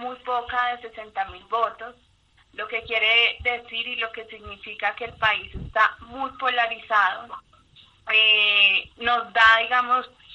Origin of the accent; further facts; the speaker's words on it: Colombia; para nosotros también como ciudadanos colombianos